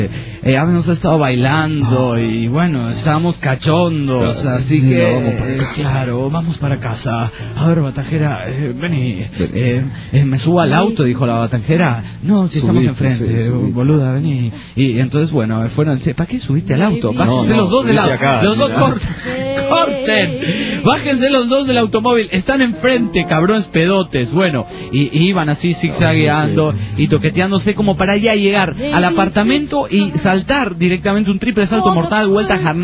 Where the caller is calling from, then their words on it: Buenos Aires, Argentina; de Buenos Aires, Argentina